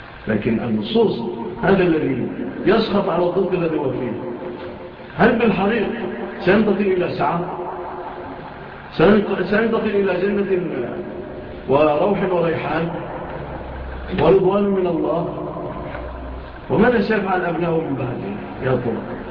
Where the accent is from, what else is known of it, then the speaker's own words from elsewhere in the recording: Egypt; وعافى الله بلادنا مصر من هذه الهزات